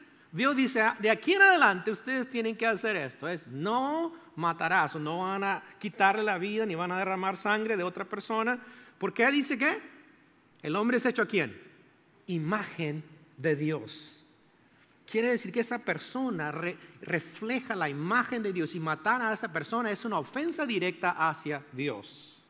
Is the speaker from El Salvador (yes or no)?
yes; El Salvador; born there; Adivine quién es primero. Es mi país natal, El Salvador, ahí.